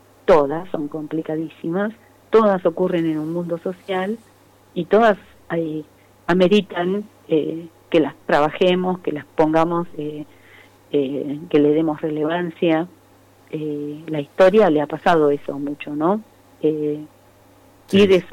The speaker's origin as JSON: {"language": "Spanish", "town": "Esquel", "region": "Chubut", "country": "Argentina", "tie": "born or raised there", "moved": "as an adult", "said": "Pero yo vengo de Esquel."}